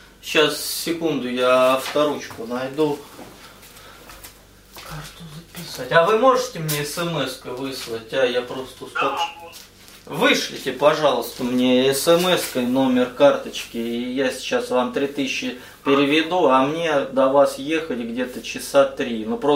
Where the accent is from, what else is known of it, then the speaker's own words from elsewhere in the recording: Matveyevka, Rostov Oblast, Russia; Я просто из Матвеевки, но это рядом с Матвеевым Курганом, это Ростовская область, деревня.